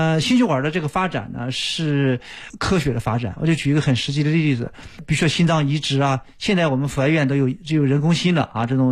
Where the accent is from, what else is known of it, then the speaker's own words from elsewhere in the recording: Yantai, Shandong, China; 是，所以我们就是因为我家乡在烟台，因为我母亲今年也87岁啊，需要我去照顾